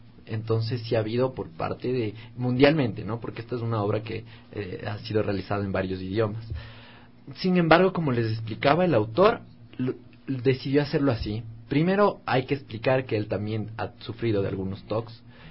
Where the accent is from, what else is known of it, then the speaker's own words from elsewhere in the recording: Ecuador; algunos personajes que están muy establecidos a cómo somos los ecuatorianos.